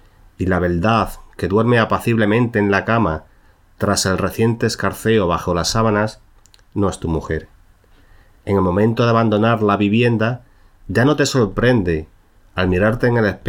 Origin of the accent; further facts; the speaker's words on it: Cáceres, Extremadura, Spain; ambientada en mi ciudad natal, que es Cáceres, ¿no?